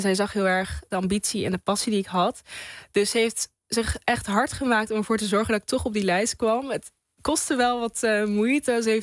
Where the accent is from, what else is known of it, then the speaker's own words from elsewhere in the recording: Apeldoorn, Gelderland, Netherlands; En ik ben in Apeldoorn geboren, opgegroeid.